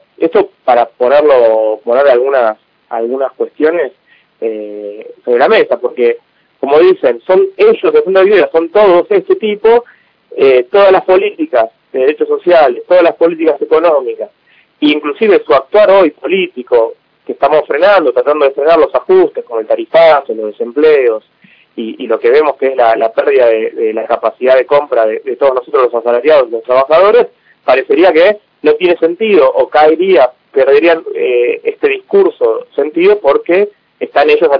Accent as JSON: {"language": "Spanish", "country": "Argentina", "said": "muchos de nosotros como argentinos queremos, digamos, yo me considero hijo del 2001, era muy chico del 2001 y teníamos ese país"}